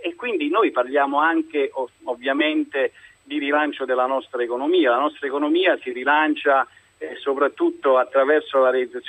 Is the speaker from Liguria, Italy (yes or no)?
no; Cassino, Lazio, Italy; Da Cassino.